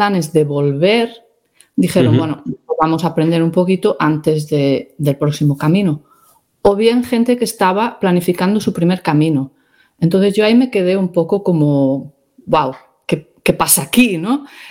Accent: Pontevedra, Galicia, Spain; cuando era pequeña, cuando estaba creciendo tal en Pontevedra, ni veíamos peregrinos

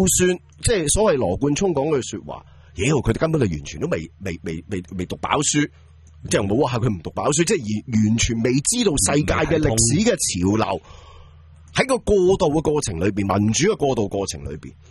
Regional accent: Hong Kong; 我哋香港人

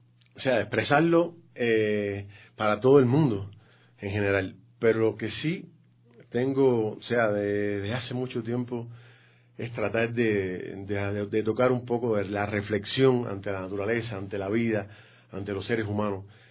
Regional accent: Cuba; Bueno, de hecho, vengo de Cuba, o sea, soy cubano.

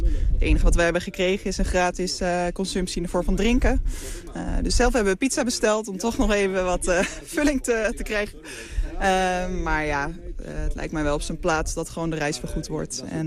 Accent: Friesland, Netherlands; Gelukkig komen we uit Friesland, dus dat scheelt een hoop.

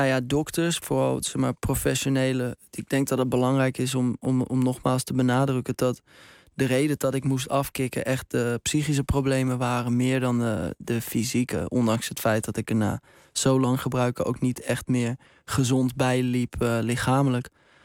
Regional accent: North Holland, Netherlands; Ik kom uit Baren, hier redelijk dichtbij.

